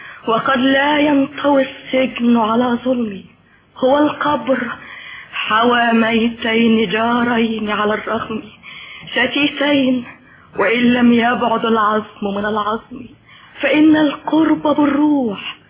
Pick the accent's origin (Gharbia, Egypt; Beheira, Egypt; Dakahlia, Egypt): Gharbia, Egypt; Tanta; لا بلدي طنطا